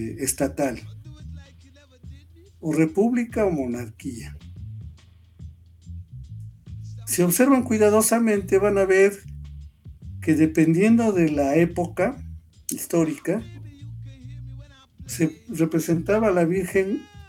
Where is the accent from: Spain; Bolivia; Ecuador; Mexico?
Mexico; tenemos ya como mexicanos, o eso que hemos construido como historia de México, tenemos una bandera que utilizó Hidalgo